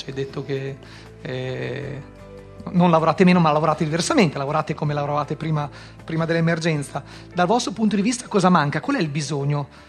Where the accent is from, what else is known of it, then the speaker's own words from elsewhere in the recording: Pieve di Cento, Emilia-Romagna, Italy; Io stesso sono di Pieve di Cento, anch'io l'ho vissuto, anch'io non ho più un centro storico